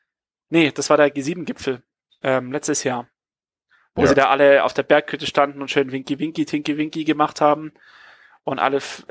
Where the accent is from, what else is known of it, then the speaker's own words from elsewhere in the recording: Hamburg, Germany; mir wird es als Hamburger auf den Sack gehen, wenn die Innenstadt abgesperrt wird